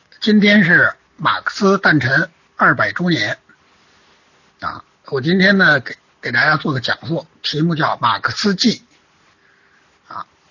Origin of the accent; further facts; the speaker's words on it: China; 我们中国人哈，在生活工作中